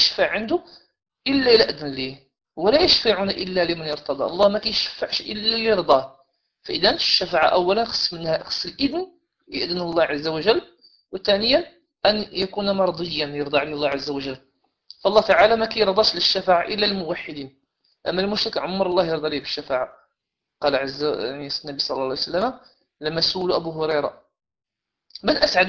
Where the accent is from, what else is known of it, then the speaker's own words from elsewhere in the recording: Morocco; السادات اللي عندنا في المغرب